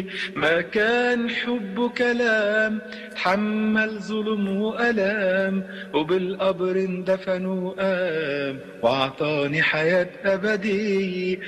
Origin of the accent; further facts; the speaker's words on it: Syria; وانا سوري بعدني كنت بسفر جاي من سان دييغو وسايقين على الطريق